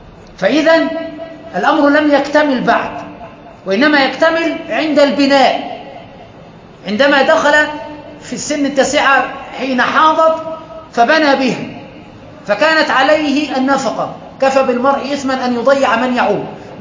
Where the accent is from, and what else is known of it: Egypt